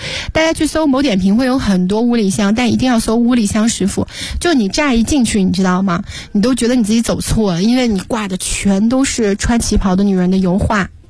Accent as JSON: {"language": "Chinese", "region": "Jiangxi", "country": "China", "said": "现在景德镇都没得烧了啊，因为我是江西人啊，我比较了解这个。"}